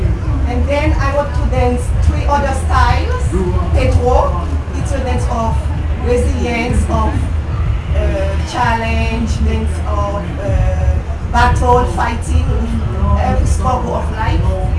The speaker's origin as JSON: {"language": "English", "country": "Haiti", "said": "I'm from Haiti. And then I start to dance with my family because I'm from a voodoo family where dance was very important"}